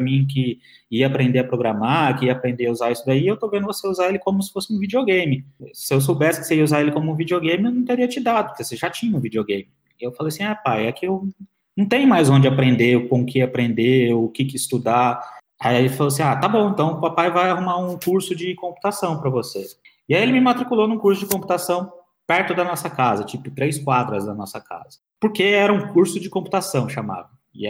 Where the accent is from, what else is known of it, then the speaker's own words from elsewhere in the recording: Fernandópolis, São Paulo, Brazil; fomos para uma cidade no interior de São Paulo, chamada São José do Rio Preto. É perto da cidade onde eu nasci, que é Fernandópolis, no estado de São Paulo. Eu sou paulista.